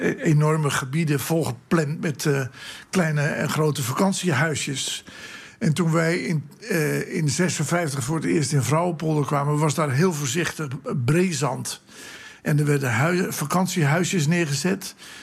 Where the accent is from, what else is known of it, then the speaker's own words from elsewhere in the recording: Groningen, Netherlands; born there; also born or lived in Workum / Zaandam / Goes / Amsterdam; En ik ben geboren in Groningen. En ik heb 5,5 jaar in Workum, Friesland, gewoond. 11 jaar in Zaandam.